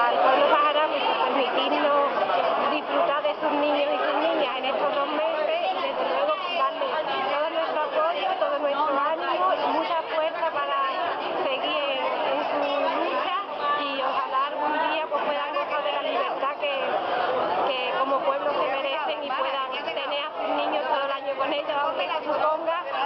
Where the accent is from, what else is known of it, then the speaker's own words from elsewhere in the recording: El Coronil, Andalusia, Spain; vengo de Coronil